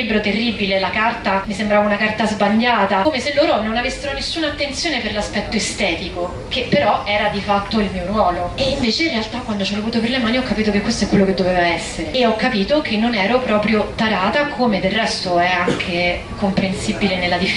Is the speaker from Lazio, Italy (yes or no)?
yes; Rome, Lazio, Italy; Io che sono di Roma